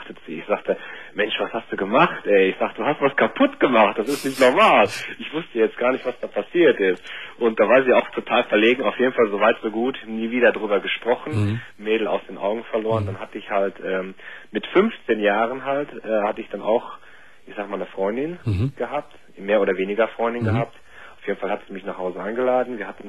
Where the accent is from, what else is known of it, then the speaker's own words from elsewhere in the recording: North Rhine-Westphalia, Germany; now in Cologne, Germany; ich komme übrigens auch bei dir aus der Nähe. Ich glaube, du kommst aus Gummersbach. Ich komme da auch so aus der Ecke.